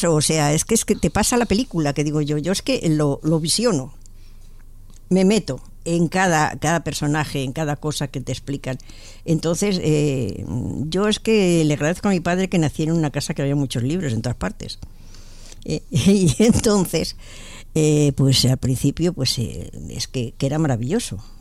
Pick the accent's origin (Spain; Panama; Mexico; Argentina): Spain; Barcelona, Catalonia; now in Madrid, Spain; yo no he nacido aquí en Madrid, vine de Barcelona.